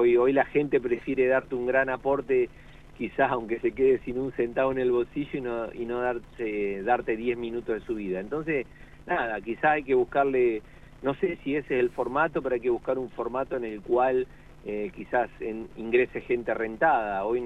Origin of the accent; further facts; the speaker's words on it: La Pampa, Argentina; y a partir de ahí, yo me fui a estudiar, emigré de La Pampa a estudiar afuera, y cuando volví, 2006 por ahí